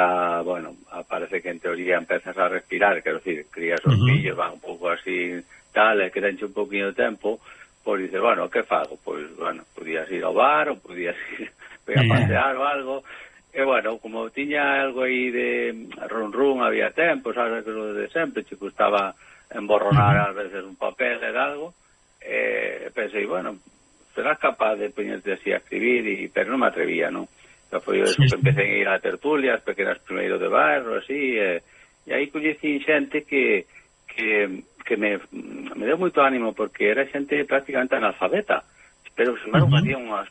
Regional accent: Courel, Galicia, Spain; Eu son do Courel.

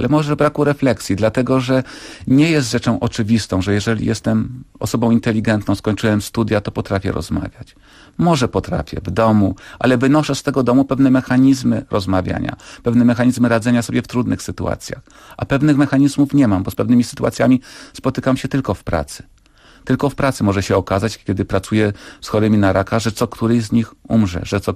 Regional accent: Kraków, Lesser Poland, Poland; ja pochodzę z Nowej Huty. Kiedyś bardzo to rozróżniano, Krakus i Hutas. Teraz już nie wstyd być z Nowej Huty i się do tego przyznać.

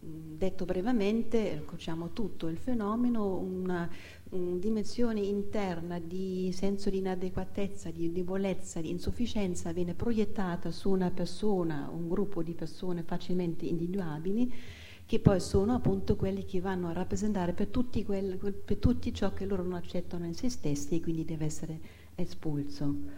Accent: Germany; io che sono tedesca, anche la nazionalità tedesca

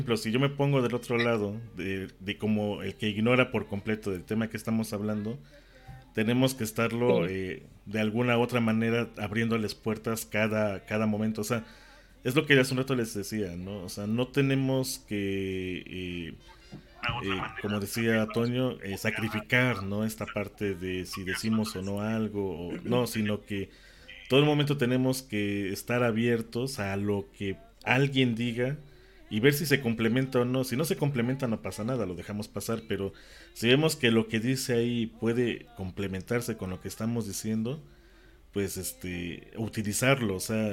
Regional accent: Mexico; todos somos de México.

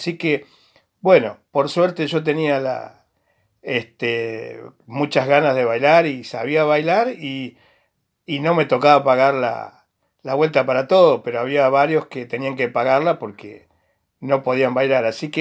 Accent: Huinca Renancó, Córdoba, Argentina; cuando yo tenía 16, 17 años en la ciudad de Huincarnancó, mi ciudad natal en Córdoba.

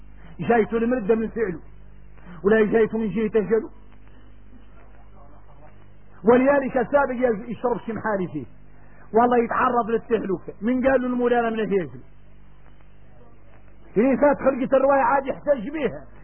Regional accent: Mauritania; احنا موريتاني في المنافع آية من آيات الله

